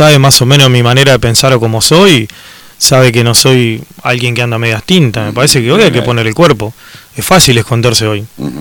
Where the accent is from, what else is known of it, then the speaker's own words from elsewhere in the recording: Concordia, Entre Ríos, Argentina; soy un ciudadano de Concordia que me preocupo por lo que está pasando